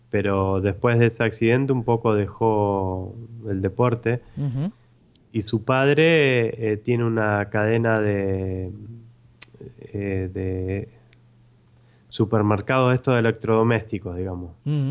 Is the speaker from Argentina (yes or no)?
yes; Argentina; Así que así somos los argentinos.